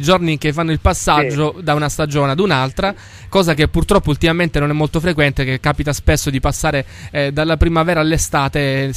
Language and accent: Italian; Sicily, Italy; Ah beh, noi siamo fortunati, come noi come siciliani siamo fortunati